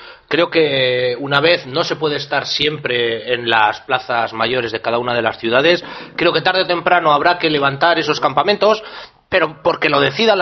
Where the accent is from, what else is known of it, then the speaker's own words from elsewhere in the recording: Burgos, Castile and León, Spain; la organización que se está llevando a cabo allí en mi ciudad natal de Burgos, siempre odiada y amada al mismo tiempo.